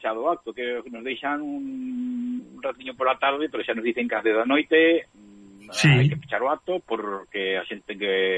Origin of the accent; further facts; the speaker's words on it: Galicia, Spain; Porque al final somos galegos, pero vivimos en Cataluña